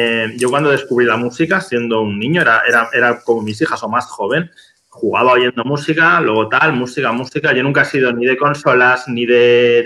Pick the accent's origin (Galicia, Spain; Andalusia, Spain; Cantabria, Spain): Cantabria, Spain; Santander; now in Madrid, Spain; Y lo he visto en Santander, de donde yo soy, aunque vivo en Madrid.